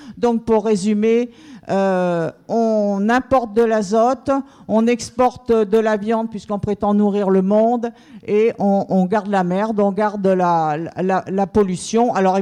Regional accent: Brittany, France; puisque nous venons des Côtes d'Armor

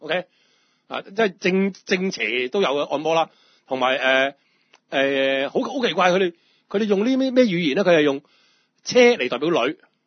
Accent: Hong Kong; 我係香港人。

